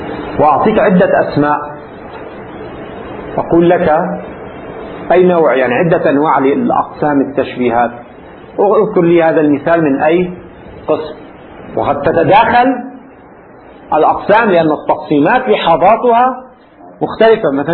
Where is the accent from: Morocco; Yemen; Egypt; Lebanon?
Lebanon; في العامية عندنا في لبنان يستعمل في الفترة الأخيرة مثل من هذا القبيل